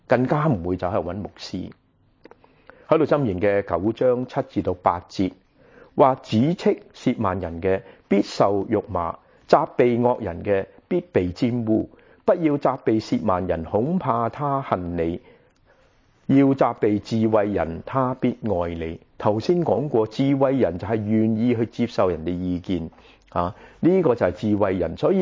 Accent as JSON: {"language": "Cantonese", "region": "Guangdong", "country": "China", "said": "我们广东人说招积"}